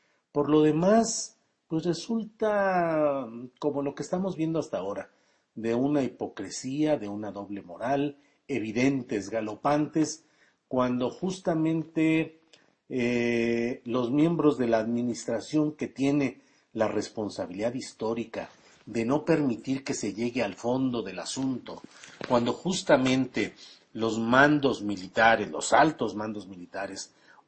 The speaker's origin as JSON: {"language": "Spanish", "town": "Torreón", "region": "Coahuila", "country": "Mexico", "tie": "born or raised there", "said": "de mi tierra natal, que es Torreón, Coahuila, en la mera laguna."}